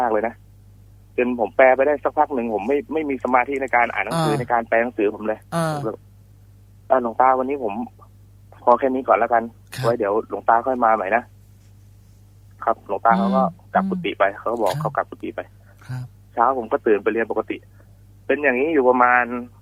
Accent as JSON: {"language": "Thai", "region": "Trat", "country": "Thailand", "said": "คือตอนที่อยู่จังหวัดตราดเนี่ยครอบครัวผมค่อนข้างจะยากจนนะครับ"}